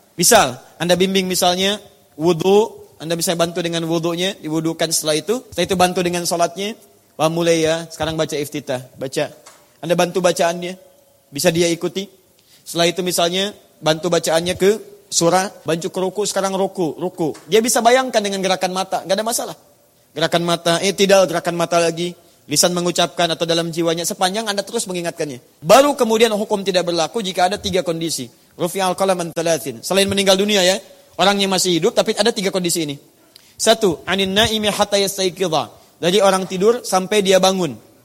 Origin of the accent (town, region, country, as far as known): Surabaya, East Java, Indonesia; born there; now in Jakarta, Indonesia